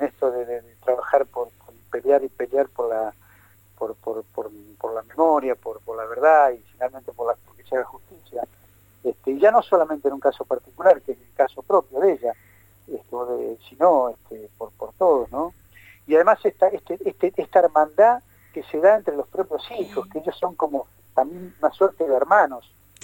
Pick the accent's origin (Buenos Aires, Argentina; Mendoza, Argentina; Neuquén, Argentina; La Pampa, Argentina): Buenos Aires, Argentina; now in La Plata, Argentina; Yo vengo de un pueblo del interior de la provincia de Buenos Aires